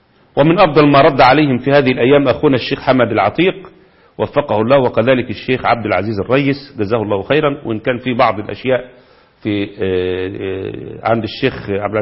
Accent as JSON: {"language": "Arabic", "country": "Egypt", "said": "وده اللي حصل عندنا في مصر في كل مكان"}